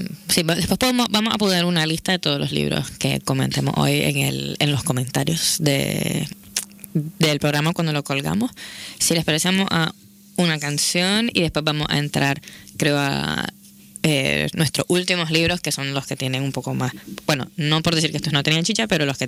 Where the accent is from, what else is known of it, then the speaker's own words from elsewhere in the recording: Nicaragua; now in Barcelona, Spain; Yo soy de Nicaragua y llevo pues como unos 6 años y pico viviendo en Barcelona